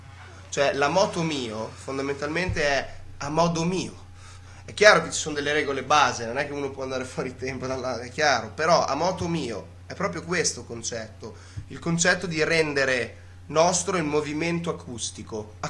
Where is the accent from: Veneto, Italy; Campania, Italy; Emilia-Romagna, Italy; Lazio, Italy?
Emilia-Romagna, Italy; Ferrara; vengo da Ferrara.